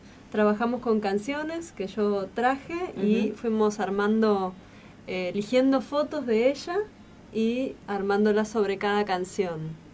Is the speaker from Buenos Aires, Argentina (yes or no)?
yes; Buenos Aires, Argentina; moved away as an adult; De Buenos Aires. Venía haciendo música en Buenos Aires, vine para acá, llegué al Mallín